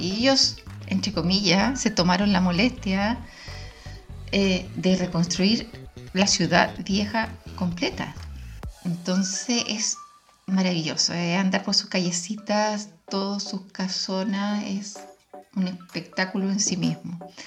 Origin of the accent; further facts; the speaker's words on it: Chile; now in Spain; Uno siendo chilena no le entra mucho, no le cuadra mucho en la cabeza